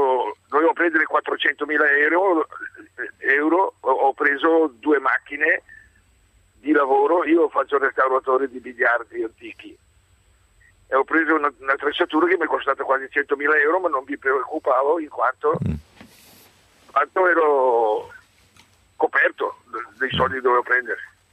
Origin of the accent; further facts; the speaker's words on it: Caravaggio, Lombardy, Italy; di Caravaggio, sono vice sindaco e sindaco qui al mio paese